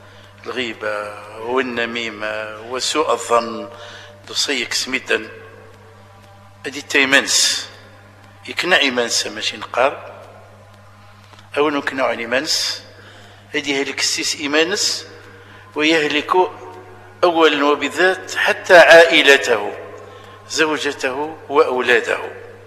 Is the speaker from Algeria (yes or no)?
yes; Algeria; اللي شالي معروفين عندنا في الجزائر